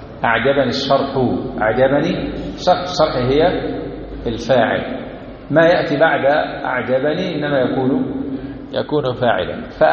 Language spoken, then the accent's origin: Arabic; Egypt; ما احنا مصريين